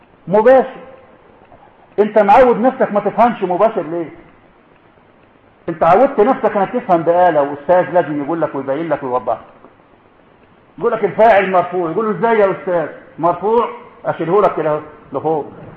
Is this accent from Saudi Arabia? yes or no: no; Egypt; ما عندنا في مصر كتير كله زعيمه